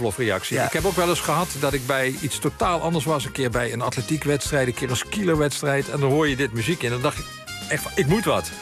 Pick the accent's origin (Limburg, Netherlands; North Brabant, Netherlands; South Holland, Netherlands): Limburg, Netherlands; Ik ben opgegroeid in Limburg, in Zuid-Limburg. En later verhuisde ook naar Midden-Limburg.